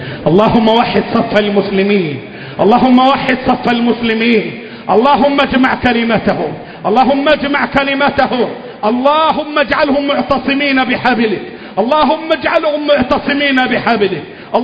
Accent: Egypt; اللهم احفظ بلدنا مصر، اللهم احفظ بلدنا مصر

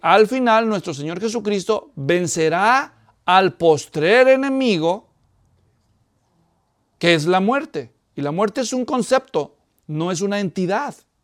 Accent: Mexico; No de nosotros, porque yo también soy mexicano

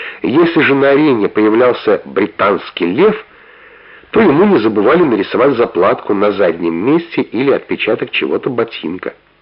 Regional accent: Moscow, Russia; also born or lived in Bashkortostan; И приходилось мне всю жизнь объяснять, что я не башкир, а русский. Что родился просто в эвакуации, всю жизнь в Москве, так же, как и мои родители, жил.

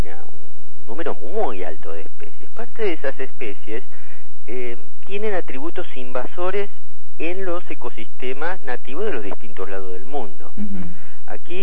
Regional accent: General Villegas, Buenos Aires Province, Argentina; yo me crié en General Villegas, en la provincia de Buenos Aires. Ajá. Después, bueno, estudié en Buenos Aires

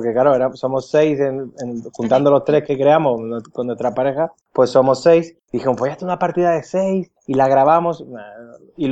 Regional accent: Málaga, Andalusia, Spain; yo soy de Málaga también y me queda, ahora mismo todavía estoy en Málaga. Todavía no me he ido a extranjero.

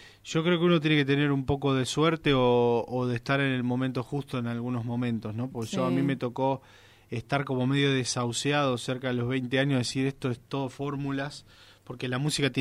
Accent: Garín, Buenos Aires Province, Argentina; yo tengo 29, empecé a los 12 en la Casa de la Cultura de Garín, de mi pueblo. Bueno, ciudad, que yo para mí, yo lo siento pueblo, pero es ciudad ya, ¿no?

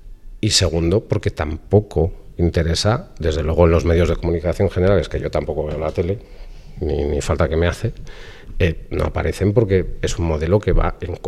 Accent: Basque Country, Spain; Yo que vengo del País Vasco

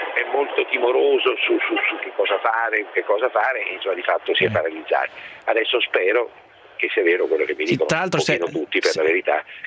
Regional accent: L'Aquila, Abruzzo, Italy; io sono dell'Aquila e lui di Avezzano

